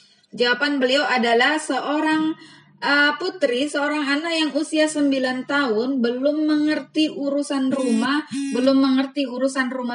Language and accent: Arabic; Indonesia; Arabic is a second language; لان عندنا في اندونيسيا